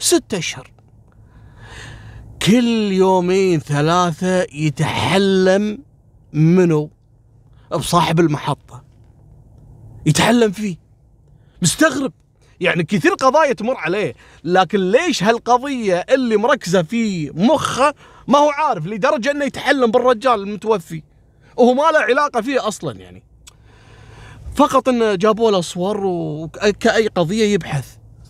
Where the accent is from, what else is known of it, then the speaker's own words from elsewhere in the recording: Kuwait; احنا عندنا في الكويت قبل كنا مثلا البنغلاديشي يعني نبعده